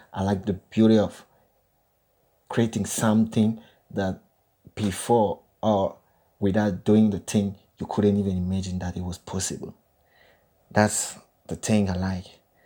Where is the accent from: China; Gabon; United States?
Gabon; English is a second language; As you read on my CV, I'm from Gabon. It's a French country.